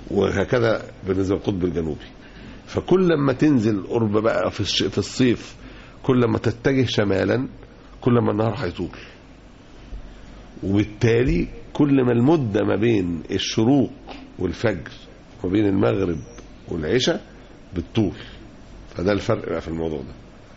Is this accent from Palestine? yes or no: no; Egypt; عندنا في مصر اتعملت لجنة